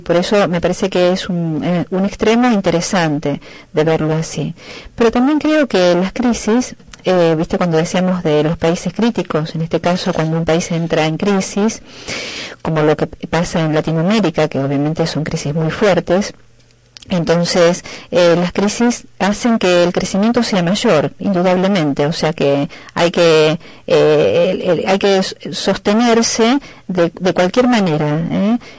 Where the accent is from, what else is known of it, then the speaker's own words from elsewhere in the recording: Argentina; Y en mi país, hoy que está pasando críticamente también bastante feo, la educación, la salud, la inseguridad, además, es carne propia